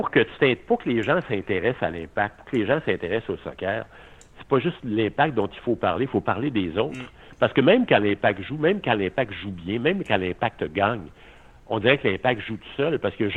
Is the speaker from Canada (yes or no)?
yes; Quebec, Canada; T'sais, le hockey, on vient du Québec